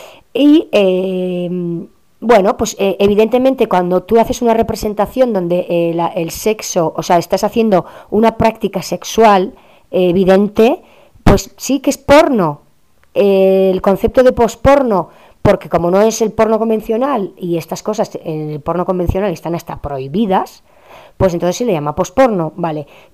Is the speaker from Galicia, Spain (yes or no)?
no; Basque Country, Spain; encima yo, que vengo de Euskal Herria, con todo este tema del terrorismo y tal